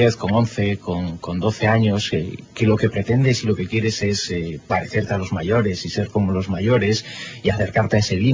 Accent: Zaragoza, Aragon, Spain; also born or lived in Galicia; Teníamos 4 años cuando, como buen gallego, como buena familia gallega, emigramos y lo hicimos rumbo a Zaragoza, en donde se instaló parte de mi gigantesca familia.

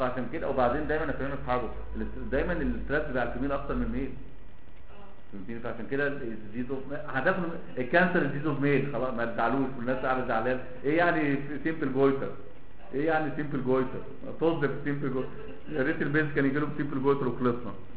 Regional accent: Alexandria, Alexandria Governorate, Egypt; now in Cairo, Egypt; احنا اساسا من اسكندرية انا عايش في القاهرة

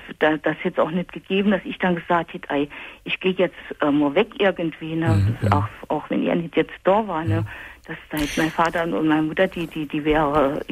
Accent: Saarland, Germany; Das ist bei uns im Saarland ist das sogar.

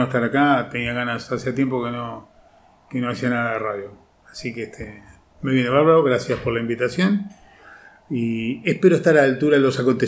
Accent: Montevideo, Uruguay; born there; Eso era en Montevideo, Uruguay, donde yo nací

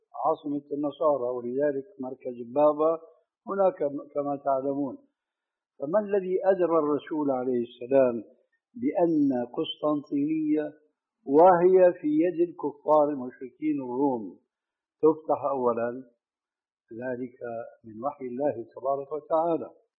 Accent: Damascus, Damascus Governorate, Syria; كما يقولون عندنا في دمشق بدها الزكتار

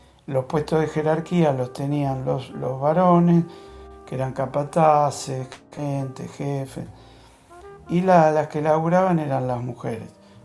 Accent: Gerli, Buenos Aires Province, Argentina; Si pregunta si dice que es Herley, ya sabe que soy de Herley.

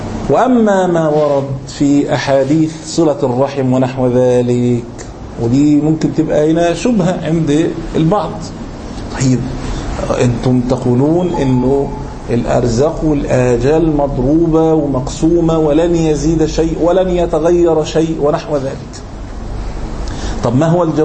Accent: Egypt; مليم زي ما يقول احنا عندنا في مصر

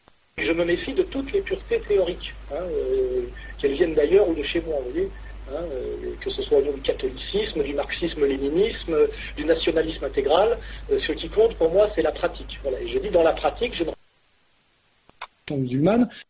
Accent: France; je suis un Français helléno-chrétien qui refuse la diabolisation des musulmans.

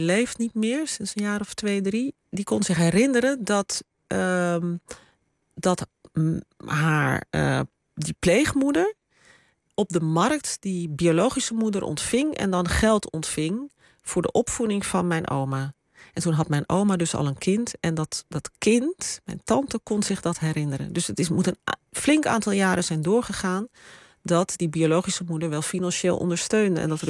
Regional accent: Amsterdam, North Holland, Netherlands; Er waren zelfs niet in Amsterdam waar ik ben opgegroeid.

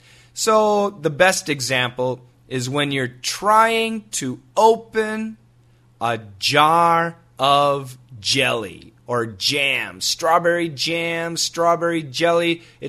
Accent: Wisconsin, United States; Well, I grew up in Wisconsin. And in Wisconsin, in the United States, in the wintertime, oh my goodness, we get so much snow.

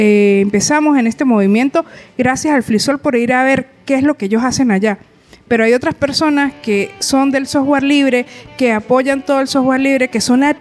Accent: Venezuela; now in Colombia; yo soy venezolana y ahora estoy radicada en Colombia.

